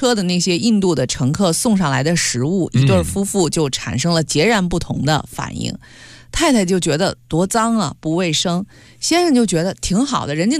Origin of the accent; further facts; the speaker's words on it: Beijing, China; 我记得就在北京，因为我是老北京人啊